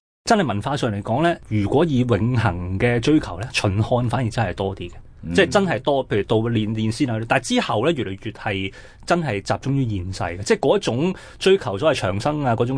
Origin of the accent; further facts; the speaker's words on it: China; 即系我哋中国人咧成日都讲嘅系，即系德享天年